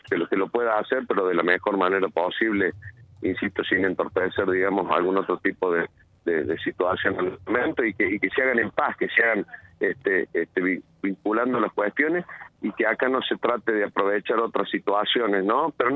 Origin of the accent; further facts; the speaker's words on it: Argentina; somos argentinos y nos tenemos que cuidar